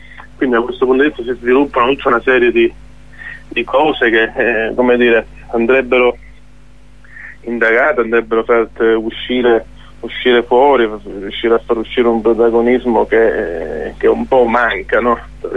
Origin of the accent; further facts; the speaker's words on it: Calabria, Italy; come calabresi fondamentalmente noi a queste crisi ci siamo abituati